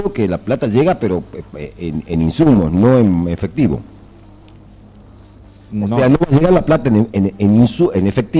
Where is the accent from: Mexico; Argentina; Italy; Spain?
Argentina; Tafí Viejo, Tucumán; que así lo esperamos como tafiseños